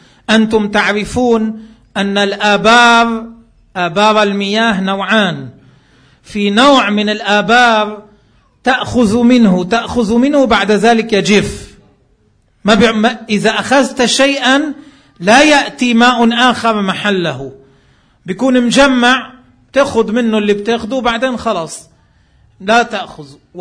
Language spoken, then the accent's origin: Arabic; Lebanon; ما عندنا بلبنان ما في منه